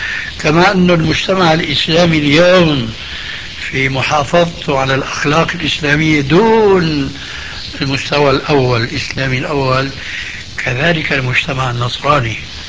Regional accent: Syria; كما يقولون عندنا بالشام

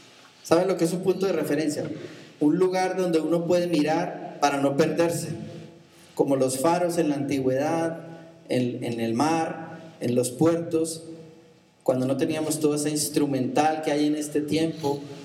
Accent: Colombia; en mi cultura, siendo yo colombiano cuando yo era más niño, me enseñaron a respetarle al papá

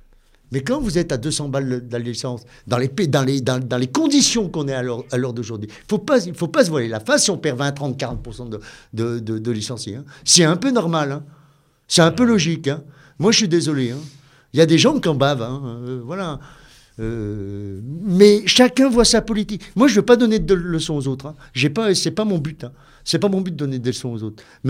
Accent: Bellegarde-sur-Valserine, Auvergne-Rhône-Alpes, France; Moi, je suis né ici. Je suis né en 1966 à Béliard sur Valseron. Maintenant, on est Valseron. Je prends le Valseronois. Je suis un vrai Valseronois.

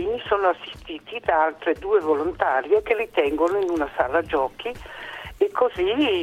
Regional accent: Brescia, Lombardy, Italy; Buongiorno, sono di Brescia

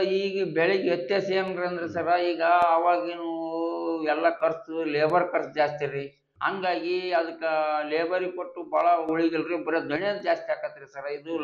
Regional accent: Hunasihalu, Karnataka, India; ಹುಣಸಿಹಾಳು ಅಂತ ಒಂದು ಊರಾಗೈತೆ ನೋಡ್ರಿ ಸರ್

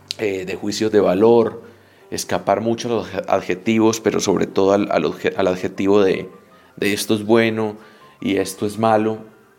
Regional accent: Colombia; a nosotros como latinoamericanos, como colombianos, nos resulta distinto hablar de violencia.

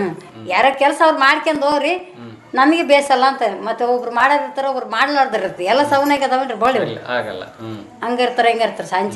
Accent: Hospet, Karnataka, India; ನಮ್ಮ ಸ್ವಂತ ಊರು ಹೊಸಪೇಟೆ ರೀ.

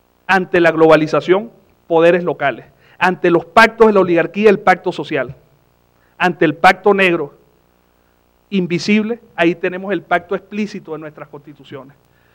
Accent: Venezuela; todos los sectores en mi país entendieron la necesidad de una constitución como la que estábamos haciendo. De hecho, la constitución en Venezuela gana con un 80%

